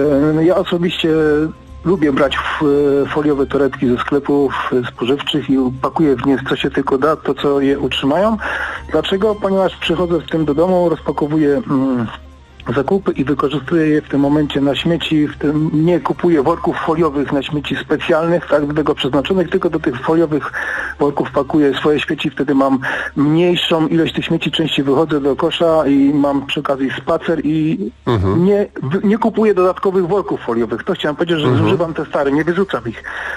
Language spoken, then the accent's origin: Polish; Silesian Voivodeship, Poland; pochodzę ze Śląska i zanim cała Polska myślała o segregowaniu, my już segregowaliśmy te śmieci